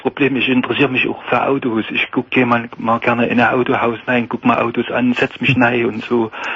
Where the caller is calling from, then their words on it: Saxony, Germany; gerade hier bei uns in Sachsen, wenn Veranstaltungen sind und so, da geht man ja schon hin, wenn es Weindorf ist in der Stadt und so.